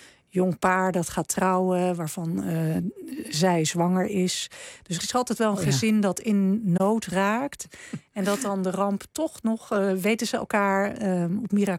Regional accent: Netherlands; En daarom voelen wij ons als Nederlanders zo verbonden met die watersnoodrampen.

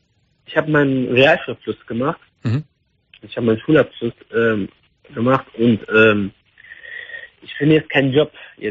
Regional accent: Iraq; Ich komme aus dem Irak.

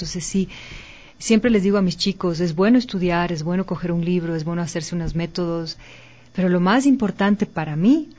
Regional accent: Ecuador; El fado portugués para mí es un género que me llega muchísimo y como ecuatoriana no soy la única.

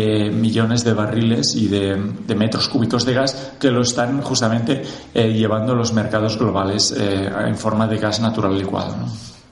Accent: Reus, Catalonia, Spain; yo soy de Reus, puedo decir que soy también un afectado de Repsol, ¿eh? Desde que nací veía esas chimeneas de la petroquímica ardiendo.

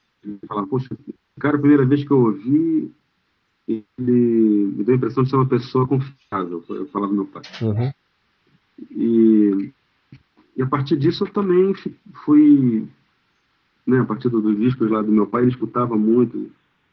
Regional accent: Niterói, Rio de Janeiro, Brazil; Sou do Niterói

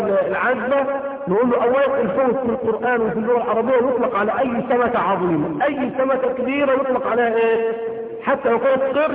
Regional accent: Egypt; واحنا عندنا في مصر بحيرة ناصر

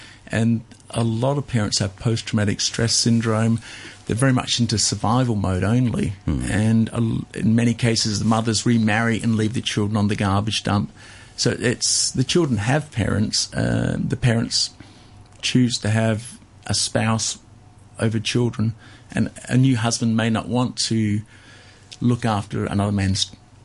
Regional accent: Australia; I grew up in Australia

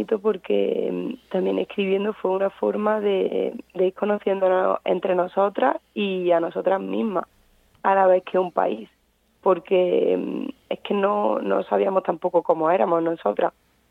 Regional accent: Córdoba, Andalusia, Spain; yo soy de Córdoba, el libro empieza un poco allí, hablando también de a lo mejor de mi experiencia, de mis recuerdos.

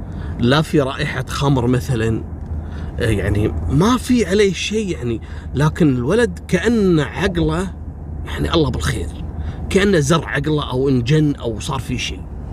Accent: Kuwait; حصلت عندنا في الكويت في سنة 77.

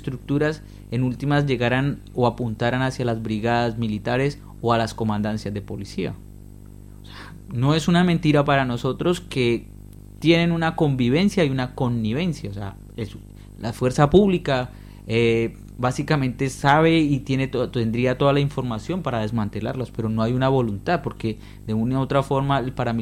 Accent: Cali, Valle del Cauca, Colombia; en Cali, por ejemplo, en el suroccidente colombiano, de donde yo vengo

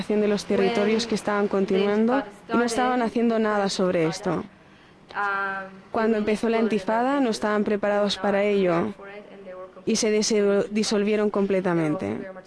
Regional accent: Kfar Saba, Central District, Israel; Spanish is a second language; also born or lived in United States; soy israelí. Vengo de Kfar Saba, una ciudad cercana a Qalqiria, en el West Bank. Vivo en un municipio israelí desde el principio de la intifada, hace 3 años. He vivido en Estados Unidos antes

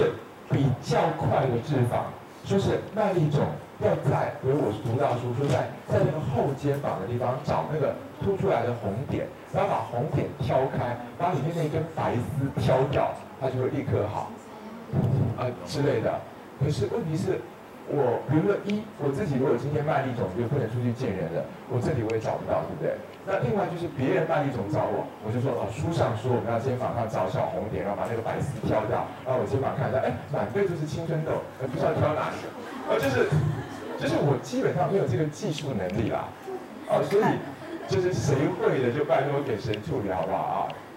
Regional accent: Taiwan; 就是我们台湾人说长菜花的那个猴子啊

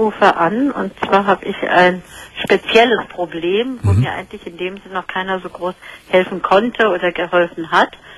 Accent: Berlin, Germany; Ich bin Berlinerin.

